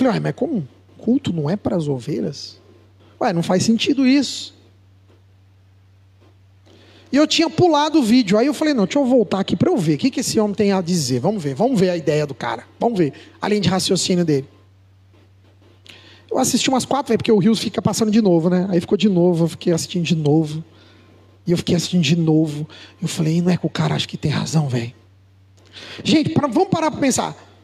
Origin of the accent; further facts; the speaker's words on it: São Paulo, Brazil; a gente é paulista, mas a gente se convive bem com os mineiros, com os baianos, com os sulistas, né?